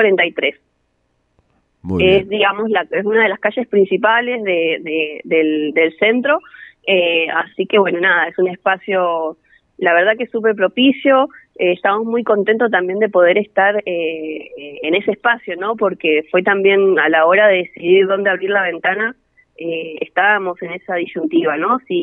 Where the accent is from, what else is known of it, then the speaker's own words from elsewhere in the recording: Bariloche, Río Negro, Argentina; yo soy de Bariloche